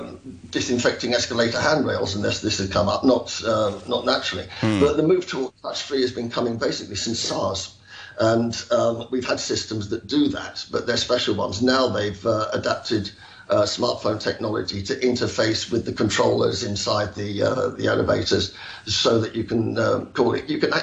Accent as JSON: {"language": "English", "region": "England", "country": "United Kingdom", "lives_now": "Hong Kong", "said": "as an Englishman and with my friends out here"}